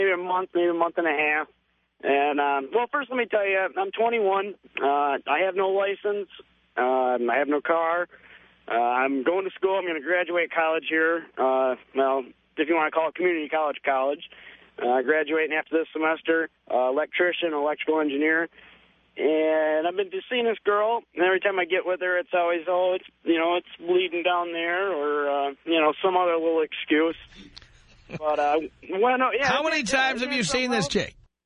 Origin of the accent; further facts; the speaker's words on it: Flint, Michigan, United States; I'm from Flint, and there's not much of a choice around here.